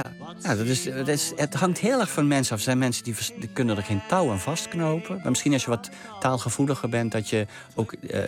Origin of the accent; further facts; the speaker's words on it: Limburg, Netherlands; first language Limburgish; now in Rotterdam, Netherlands; Ja, Limburgs is eigenlijk ook mijn eerste taal. Dus als ik tegen mezelf praat, dan praat ik in het Limburgs.